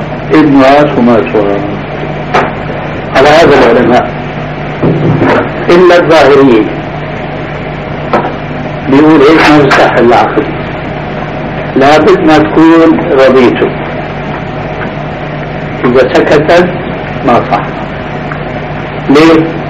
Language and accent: Arabic; Damascus, Damascus Governorate, Syria; مرة صاحبني شاب دمشقي مثلي